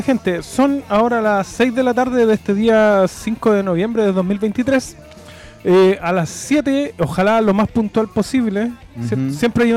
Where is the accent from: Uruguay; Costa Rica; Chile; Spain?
Chile; Pudahuel, Santiago Metropolitan Region; Que yo me acuerdo que cuando chico ahí en Pudahuel Sur, Cerrillo, Maipú